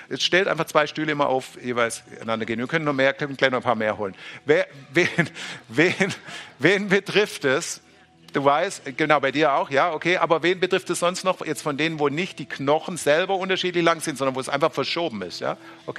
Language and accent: German; Baden-Württemberg, Germany; ich bin Schwabe